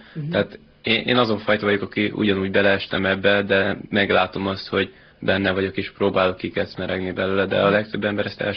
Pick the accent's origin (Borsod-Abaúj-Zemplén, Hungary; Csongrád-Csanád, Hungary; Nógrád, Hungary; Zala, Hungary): Csongrád-Csanád, Hungary; Szeged; moved away as an adult; now in Budapest, Hungary; Szegedi vagyok. Pontosan egy éve költöztem fel Budapestre